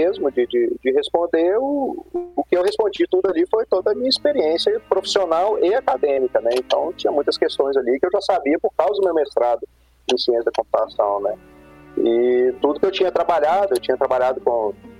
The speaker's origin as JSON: {"language": "Portuguese", "town": "Belo Horizonte", "region": "Minas Gerais", "country": "Brazil", "said": "empacotei as coisas, né, que eu sou de Belo Horizonte, né, empacotei as coisas e fui para Foz, fiquei lá 4 anos."}